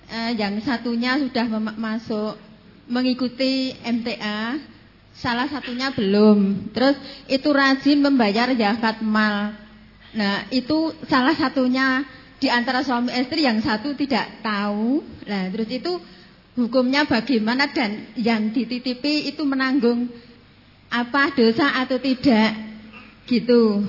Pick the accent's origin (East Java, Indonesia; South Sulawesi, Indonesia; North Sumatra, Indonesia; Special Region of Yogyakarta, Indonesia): Special Region of Yogyakarta, Indonesia; Gunung Kidul; Saya dari Gunung Kidul Binaak, napa cabang Kunang Bayat.